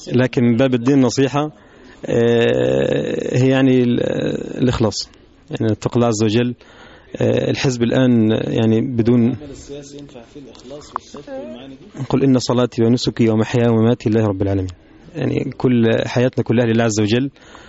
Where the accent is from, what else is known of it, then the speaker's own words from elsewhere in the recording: Upper Egypt, Egypt; بيبقى الجو عندنا في الصعيد خصوصا